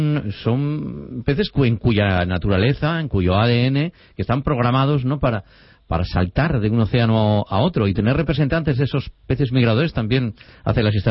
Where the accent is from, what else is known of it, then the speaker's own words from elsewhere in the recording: Valencian Community, Spain; de la manera en que somos los valencianos, en nuestra gastronomía, de nuestro día a día